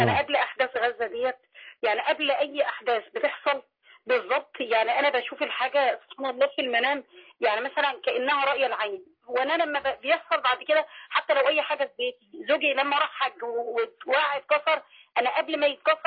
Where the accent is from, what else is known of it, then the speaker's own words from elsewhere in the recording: Mansoura, Dakahlia, Egypt; أنا هنا من المنصورة.